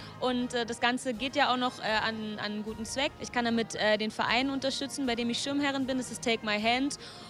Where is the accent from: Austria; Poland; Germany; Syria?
Germany; Berlin; Also ich bin selber in Berlin aufgewachsen und habe natürlich dann auch einen persönlichen Bezug zur Mauer. Ich habe den Mauerfall miterlebt, da war ich 8 Jahre alt